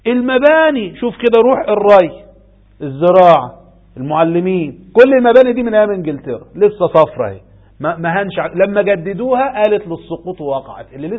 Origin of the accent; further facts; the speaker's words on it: Egypt; على ما نروح بلدنا مصر